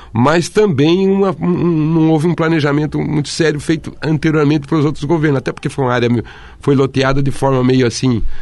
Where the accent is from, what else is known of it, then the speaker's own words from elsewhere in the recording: Santa Catarina, Brazil; now in Foz do Iguaçu, Brazil; Eu sou de Santa Catarina.